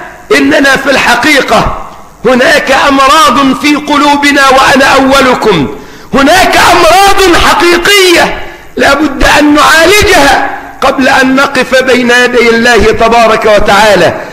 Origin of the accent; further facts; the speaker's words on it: Egypt; تواجهنا كمصريين